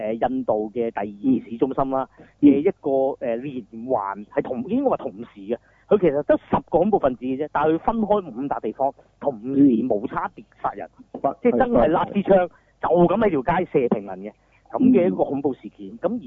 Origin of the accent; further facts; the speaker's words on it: Hong Kong; 但係其中一個我哋香港人較熟悉嘅